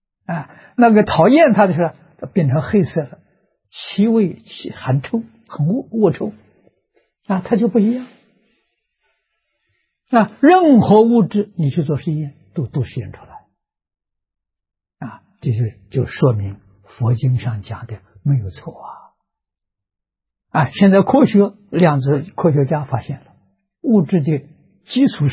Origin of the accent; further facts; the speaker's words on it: China; 32亿乘10万，我们中国人算法是 320兆，这一坛指320兆。